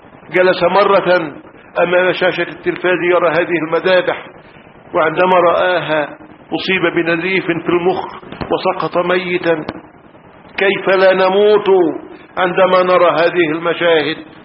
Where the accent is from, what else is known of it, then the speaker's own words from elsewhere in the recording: Egypt; أنا مصري ولست سوريا حتى.